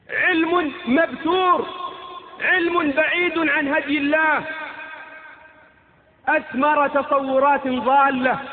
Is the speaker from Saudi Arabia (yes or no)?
yes; Saudi Arabia; نحن أبناء المملكة العربية السعودية